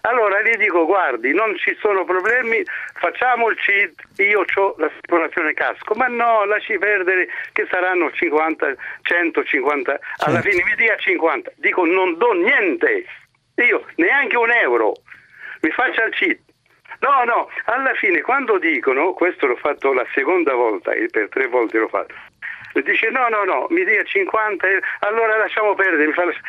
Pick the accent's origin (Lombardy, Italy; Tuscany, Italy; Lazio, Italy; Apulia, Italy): Lazio, Italy; Rome; Io sono di Roma